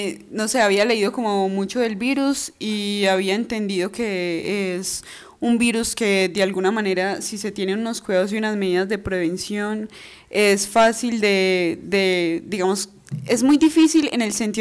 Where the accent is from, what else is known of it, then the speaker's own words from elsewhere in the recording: Amalfi, Antioquia, Colombia; También pensé mucho, sobre todo en mi pueblo, en Amalfi, y en mi familia, y en las personas que están más alejadas de la ciudad